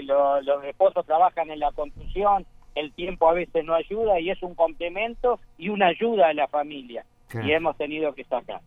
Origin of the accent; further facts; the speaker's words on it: Maldonado, Uruguay; born there; yo soy nacido acá en Maldonado y hace 35 años que administro edificios.